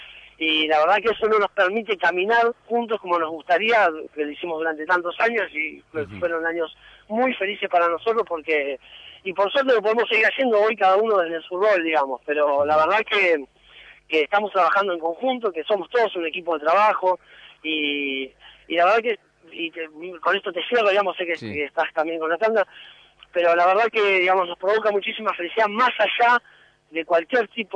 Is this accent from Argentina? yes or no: yes; Villa Sala, Buenos Aires, Argentina; yo soy de Villa Sala, José el 25 de mayo, digamos, somos vecinos adentro del municipio de Moreno